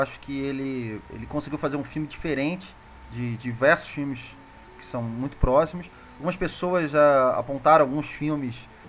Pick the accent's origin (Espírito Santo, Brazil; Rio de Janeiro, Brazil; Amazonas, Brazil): Rio de Janeiro, Brazil; eu, como carioca também, eu vivi um pouco daquilo ali que tem no Cidade de Deus. Eu morava do lado da Cidade de Deus, sim, na freguesia.